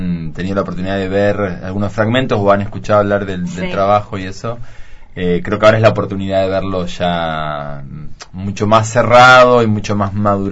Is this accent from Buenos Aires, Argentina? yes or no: no; Entre Ríos, Argentina; yo soy de Entre Ríos, también un territorio muy particular, también bastante aislado de la centralidad.